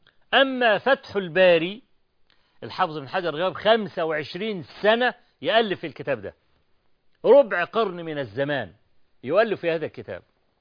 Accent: Egypt; عندنا في مصر

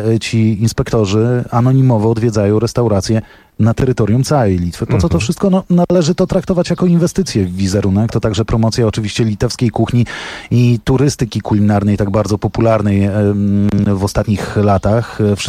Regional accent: Poland; ja pochodzę z północno-wschodniej Polski

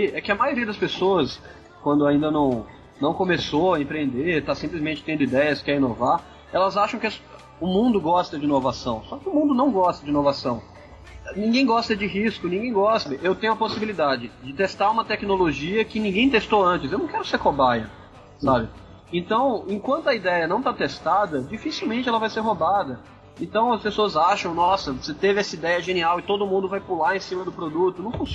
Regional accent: Bahia, Brazil; Sim, eu sou baiano, eu sou preguiçoso por definição.

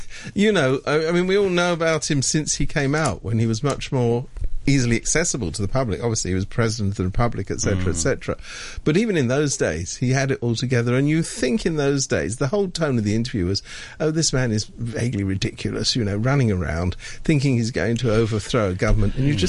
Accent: United Kingdom; I keep coming back to this thing about something I happen to know about being British.

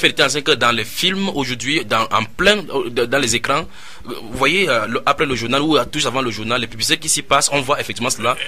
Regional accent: Douala, Littoral, Cameroon; vous entendez … je suis de Douala au Cameroun.

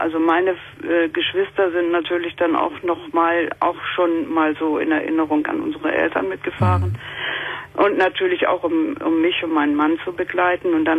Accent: Schleswig-Holstein, Germany; werde also in meine alte Heimat nach Schleswig-Holstein ziehen.

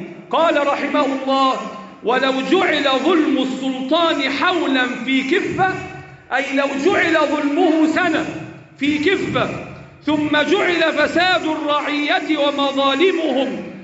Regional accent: Egypt; اللهم احفظ بلدنا مصر وسائر بلاد

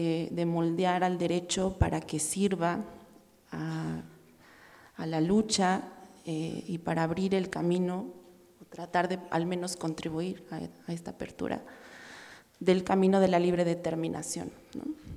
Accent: Morelia, Michoacán, Mexico; Bueno, nosotros somos de Morelia, trabajamos en Michoacán.

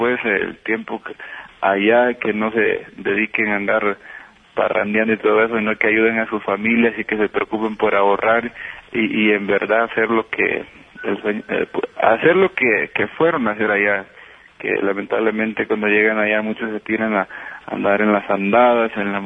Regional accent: San José Los Guares, Yoro, Honduras; un saludo especial para los de mi pueblo, que es, nací en un lugar que se llama San José Los Guares, Locomapa, Yoro

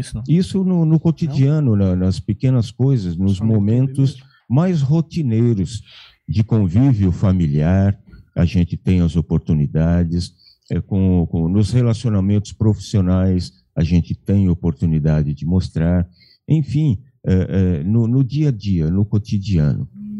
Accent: São Paulo, Brazil; now in Espírito Santo do Pinhal, Brazil; Eu falo de Espírito Santo do Pinhal. Eu sou paulistano, né? Eu nasci na capital, na verdade. Eu estou morando aqui em Espírito Santo do Pinhal, vai para 7 anos.

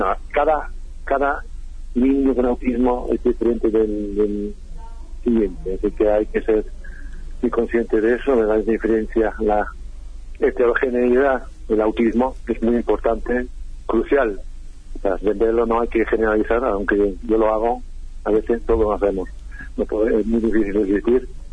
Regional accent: United Kingdom; Spanish is a second language; now in Argentina; hay algunas cosas que son mejores en mi país, en el Reino Unido, que en Argentina, pero otras cosas que son peores.

